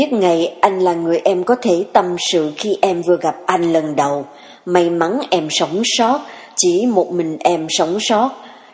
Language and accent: Vietnamese; Saigon, Ho Chi Minh City, Vietnam; Em sanh đẻ ở Sài Gòn, lớn lên cũng ở Sài Gòn, chưa bao giờ xuống dưới miền Nam.